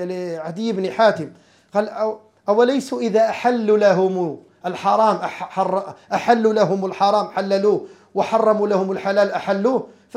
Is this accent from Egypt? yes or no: no; Morocco; عندنا في المغرب